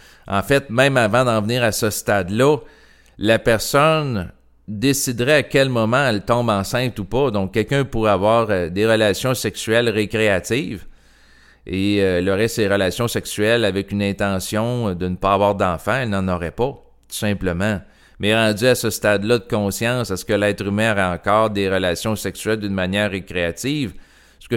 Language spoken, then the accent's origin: French; Quebec, Canada; born there; je suis né au Québec, je suis dans un cadre culturel qui est propice à l'ouverture à l'avortement